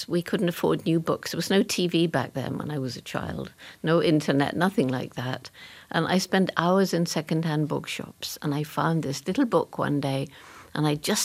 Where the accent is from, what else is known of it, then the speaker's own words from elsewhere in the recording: England, United Kingdom; I couldn't possibly have.